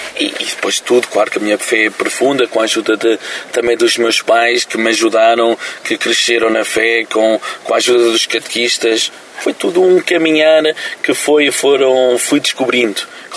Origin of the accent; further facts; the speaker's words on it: Cantanhede, Centro, Portugal; born there; Esta é a minha diocese onde eu nasci na Pecoriça, Cantanhede.